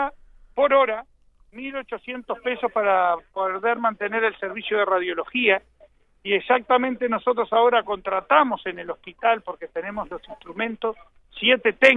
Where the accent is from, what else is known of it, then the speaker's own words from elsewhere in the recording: Uruguay; Yo como uruguayo siempre protesté por los impuestos que pagamos